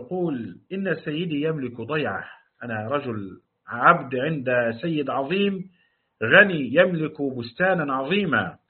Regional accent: Upper Egypt, Egypt; يعني حتى عندنا في الصعيد يقال للمرأة الصادة

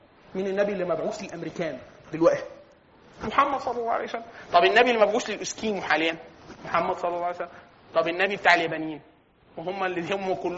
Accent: Egypt; احنا كمصريين بنقسم الناس ايه؟

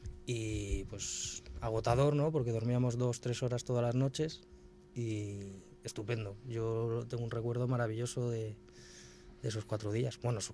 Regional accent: Albacete, Castilla-La Mancha, Spain; Yo soy de Albacete

